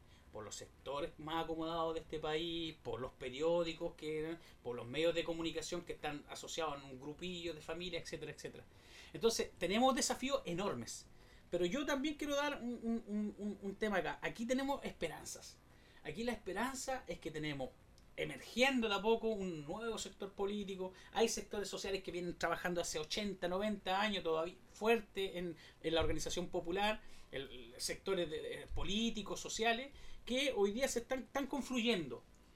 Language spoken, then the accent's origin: Spanish; Chile; nos está haciendo muy mal como chilenos.